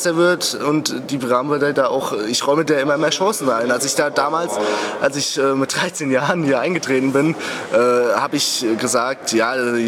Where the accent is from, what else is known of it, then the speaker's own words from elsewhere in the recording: Hesse, Germany; also G8 ist bei uns in Hessen, es ist in Bayern, zum Beispiel in Bayern ist es relativ gut konzeptiert, so sehe ich das. Und in Hessen ist es wirklich total chaotisch gewesen.